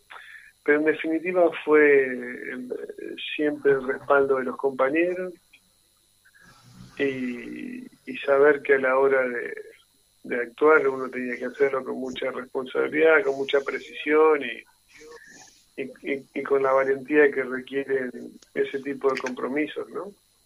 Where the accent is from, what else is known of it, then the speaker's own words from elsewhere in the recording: Santa Fe, Argentina; yo soy de Santa Fe y soy del club